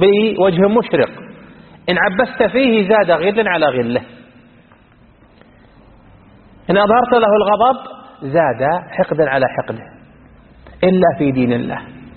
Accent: Iraq; يسمونه السودانيين عندنا بالعراق

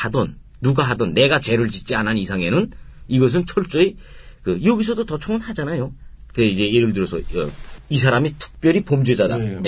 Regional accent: North Korea; now in South Korea; 우리가 다 지금 북한에서 왔지만은 북한에서 살면서 대한민국 자유 인권 여기에 대해서 너무나 모르지 않습니까?

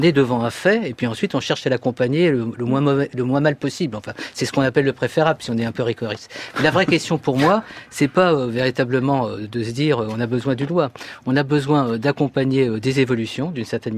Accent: France; Est-ce qu'on a une parole au niveau international à porter en tant que Français

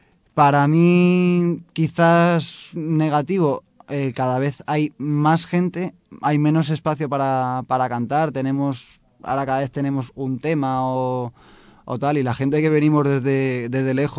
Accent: Guadarrama, Community of Madrid, Spain; intenté empezar en mi pueblo, en Guadarrama, a ver cómo estoy ahora

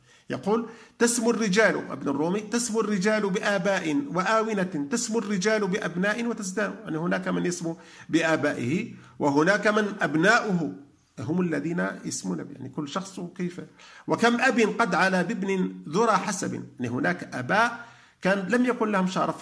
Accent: Algeria; يتاجر به ويتوهم أن دعاءه مستجاب والناس يقصدونه، مثل ما هو عندنا في الجزائر

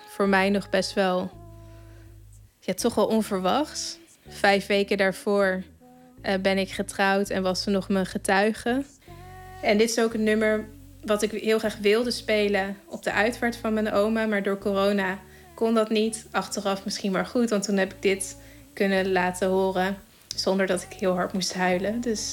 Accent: Arnhem, Gelderland, Netherlands; born there; ik ben 33 jaar en ik ben geboren in Arnhem.

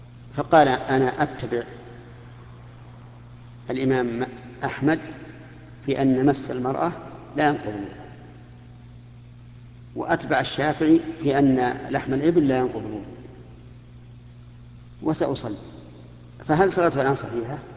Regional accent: Saudi Arabia; فمثل هنا عندنا في المملكة العربية السعودية

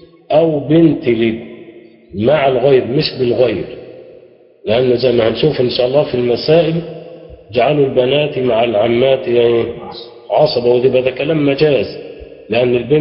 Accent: Egypt; ودي اللي احنا عندنا في مصر بنسميها الوصيه الايه؟

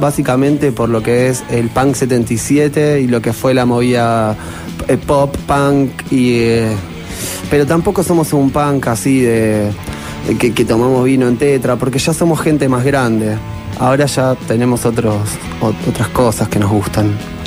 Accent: Buenos Aires, Argentina; Creo que somos todos de Capital Federal, Ciudad de Buenos Aires.

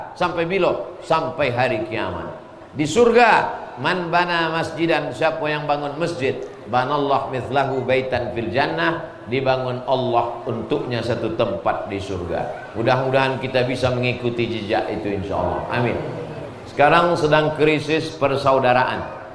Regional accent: Riau, Indonesia; Saya dari Riau.

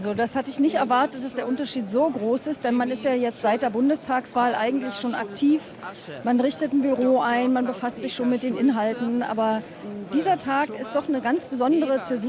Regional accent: East Germany, Germany; dass jetzt die Möglichkeit für mich theoretisch besteht als Ossi

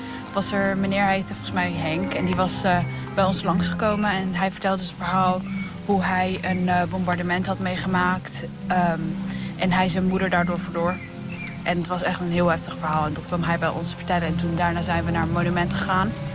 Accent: Burundi; Dutch is a second language; now in Netherlands; ik kom uit Burundi. En mijn vader die was vermoord en mijn moeder die was op de vlucht geslagen. En toen ben ik naar Nederland gevlucht, helemaal alleen. En ik woon nu inmiddels dan 10 jaar in Nederland

